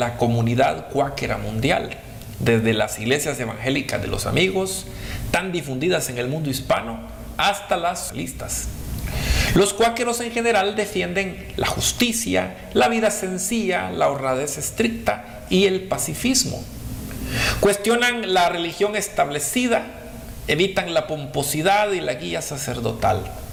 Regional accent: Guatemala; por el área oriental de Guatemala. Ahí fue donde yo las escuché hablar por primera vez, y porque en el pueblo de donde yo soy

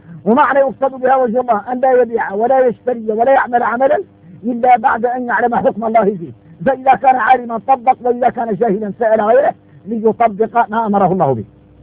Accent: Mauritania; احنا موريتاني يريد نتدايقنا مع الصحراء خوتنا في الله

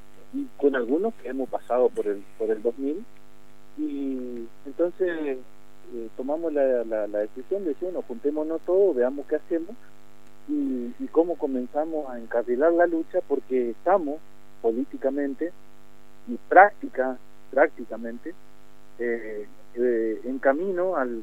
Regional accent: Quitilipi, Chaco, Argentina; nosotros somos de Chaco, estamos en una localidad que se llama Quitilipe

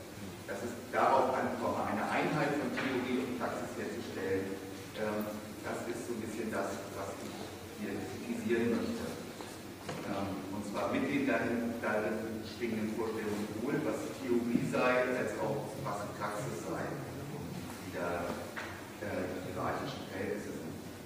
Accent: Hamburg, Germany; ich komme ja aus Hamburg und bin dort assoziiert in der Hamburger Studienbibliothek.

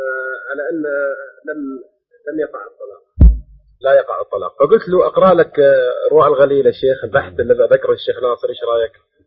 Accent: Jeddah, Makkah Province, Saudi Arabia; عندنا في جدة بل بالمملكة العربية السعودية عموما

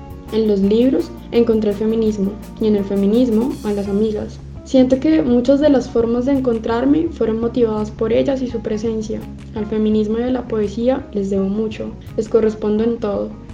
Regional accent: Cúcuta, Norte de Santander, Colombia; tengo 25 años, soy de Cúcuta, norte de Santander.

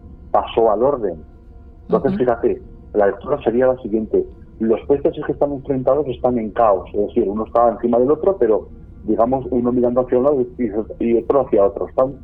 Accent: Aragon, Spain; Sí, como tú dices, es mi tierra, es donde tengo esa simbiosis tan especial. Es donde siempre quiero volver, ¿no? Es la zona que me ha visto crecer a mí.

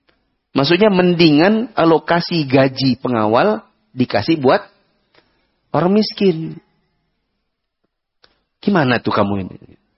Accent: East Kalimantan, Indonesia; Maaf, saya dari Kalimantan Timur.

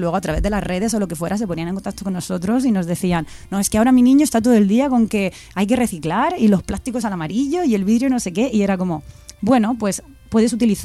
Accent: Cieza, Region of Murcia, Spain; now in Madrid, Spain; yo ni siquiera soy de Murcia capital, yo soy de un pueblecito que se llama Cieza

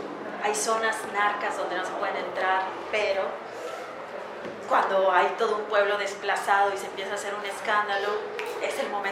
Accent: Mexico; la masacre fue en mi país, me da mucha vergüenza

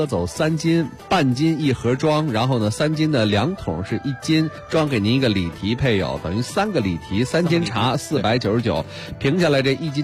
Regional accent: Beijing, China; 咱们北京人

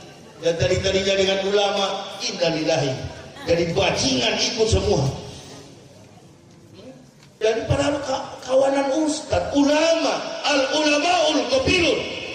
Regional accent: Manado, North Sulawesi, Indonesia; Orang Melayu, saya orang Manado pakai falsafah hidup orang Melayu.

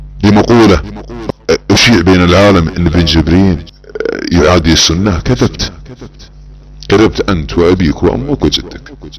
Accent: Saudi Arabia; بعض الدعاة عندنا في السعودية

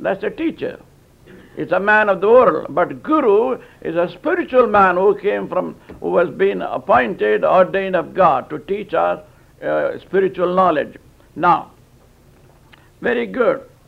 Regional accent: India; born there; English is a second language; So I was born in India as a Hindu, Orthodox Hindu at that. I was saved many years ago in India.

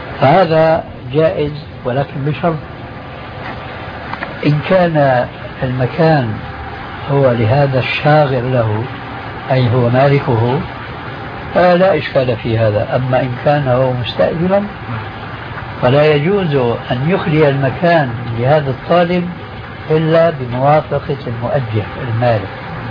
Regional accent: Syria; هذا التعامل ما يسمى بخلو رجل أو الفروية عندنا في سوريا

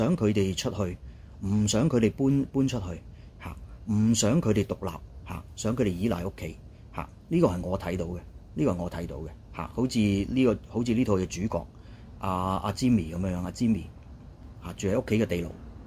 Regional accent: China; 屋企人你都知啦嚇，我哋中國人啊，即係華裔人嘅社會嚇。

